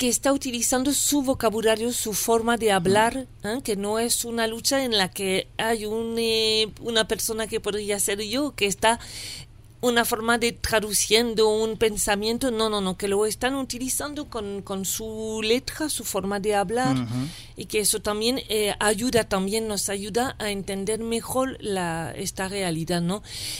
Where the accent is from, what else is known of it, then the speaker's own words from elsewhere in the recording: France; moved away; De yo salí de Francia y viviendo en París y salí en 2001